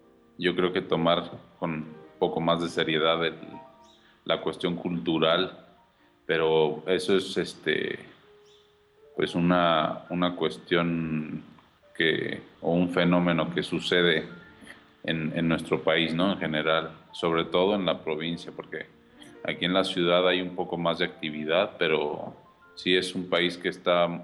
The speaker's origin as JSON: {"language": "Spanish", "town": "Cuernavaca", "region": "Morelos", "country": "Mexico", "lives_now": "Mexico City, Mexico", "said": "yo siento que soy de Cuernavaca, o sea, más que sentirme de aquí, me siento de allá."}